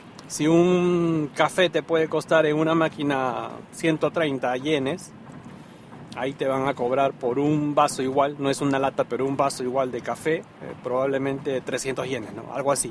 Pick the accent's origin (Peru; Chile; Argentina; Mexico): Peru; No se espera hasta las 12, como en mi país, por ejemplo. En Perú sí esperábamos hasta las 12